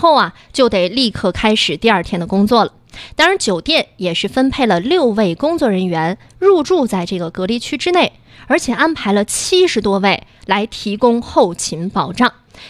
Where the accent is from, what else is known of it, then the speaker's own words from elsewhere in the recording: China; 就比如说咱作为中国人有的时候要参加什么托福、雅思